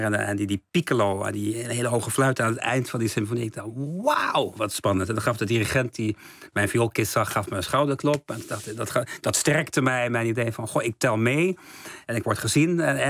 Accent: het Stift, Overijssel, Netherlands; Gewoon als het Stift, dat prachtige dorpje in Twente waar ik ben opgegroeid.

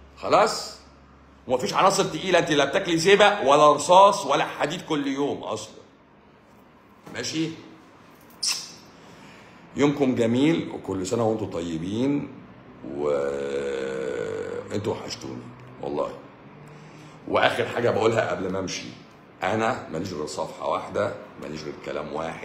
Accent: Egypt; انا برضو مصري مصري ويهودي

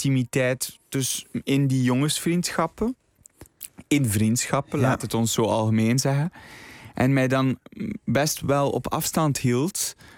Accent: Flanders, Belgium; Ik ben zelf opgegroeid op het Vlaamse platteland.

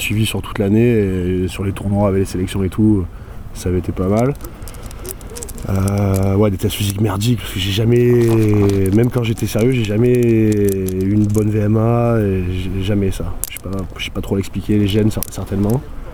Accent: Châteaurenard, Provence-Alpes-Côte d'Azur, France; also born or lived in Avignon; commencé le rugby à 11 ans dans le Château Renard, le village où j'ai grandi, pas où je suis né parce que je suis né à Avignon

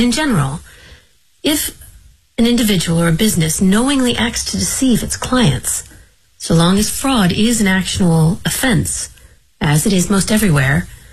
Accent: New York, United States; I'm a lawyer from New York.

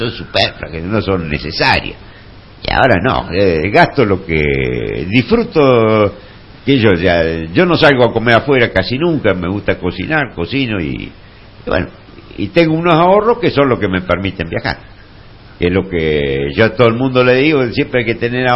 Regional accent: La Pampa, Argentina; also born or lived in Buenos Aires; Bueno, o sea, yo si bien soy nacido... en la ciudad de Buenos Aires soy de nacionalidad pampeano. Ya me crié en La Pampa, del año y medio estuve ahí, bueno, hice todo el secundario, después fui a estudiar arquitectura, que la terminé en Buenos Aires

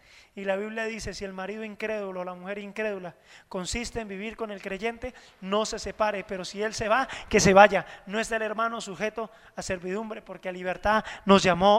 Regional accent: Colombia; aunque somos colombianos

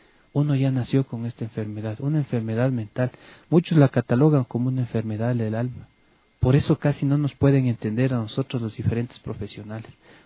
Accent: Ecuador; Yo no soy de aquí de Quito, soy de provincia, y vine acá a estudiar aquí en Quito

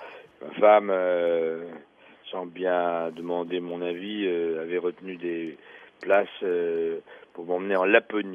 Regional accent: Algeria; Quand j'étais petit en Algérie, je pensais que la France était bâtie en bois

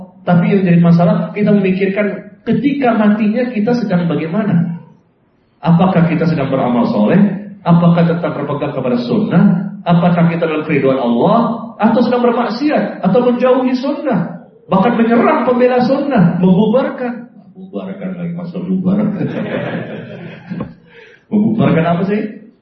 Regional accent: Depok, West Java, Indonesia; Pernah ada di Depok. Saya orang Depok ya.

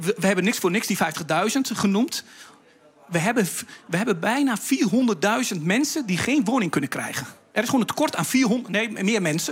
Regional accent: Netherlands; Dat is werk wat ik als Nederlander naast mijn collega's kan doen. Ik krijg die 30% korting niet, omdat ik een Nederlander ben.

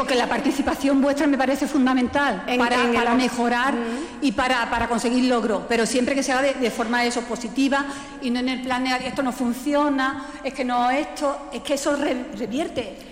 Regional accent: Málaga, Andalusia, Spain; Yo soy de Málaga y en Málaga también existe el problema

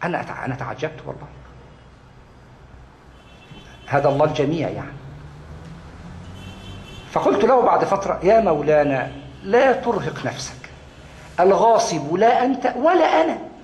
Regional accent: Egypt; والله أتى لي بأسماء أنا كنت لا أعرف أنهم مدفونون عندنا في مصر، أسماء كبيرة جدا

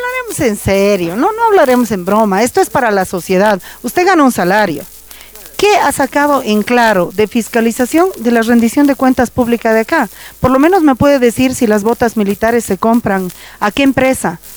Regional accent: Bolivia; yo no soy diputada, nada, pero yo soy boliviana

